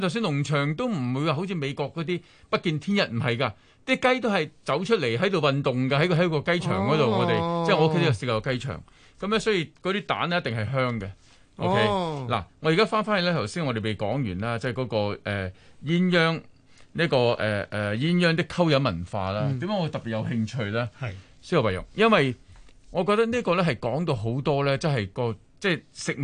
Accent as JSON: {"language": "Cantonese", "country": "China", "said": "其實唔係我哋中國人嘅，"}